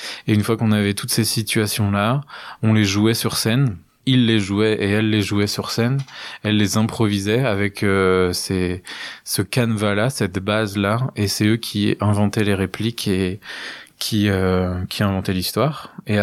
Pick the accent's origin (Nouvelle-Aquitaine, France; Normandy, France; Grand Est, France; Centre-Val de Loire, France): Grand Est, France; Montureux-le-Sec; Et c'est ce que je propose depuis maintenant 3-4 ans à Montureux-le-Sec, dans mon village natal, là où j'ai commencé à faire du théâtre.